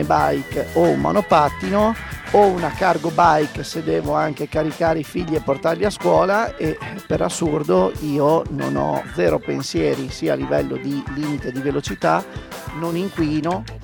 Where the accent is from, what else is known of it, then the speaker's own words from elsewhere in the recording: Bologna, Emilia-Romagna, Italy; come imprenditore sì, come bolognese ni